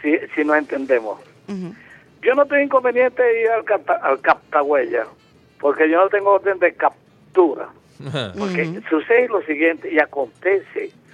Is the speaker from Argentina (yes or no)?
no; Venezuela; No, hermano, yo soy buen venezolano.